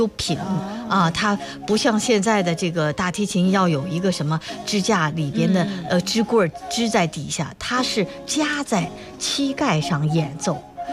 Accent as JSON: {"language": "Chinese", "country": "China", "said": "我们中国人很多都不了解，就是羽管键琴是钢琴的前身"}